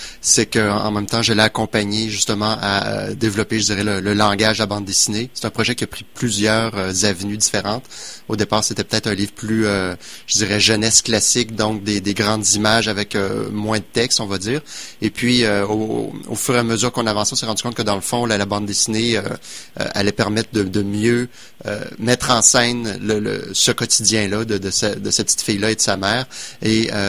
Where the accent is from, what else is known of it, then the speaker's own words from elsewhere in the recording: Quebec City, Quebec, Canada; Moi, je suis de Québec.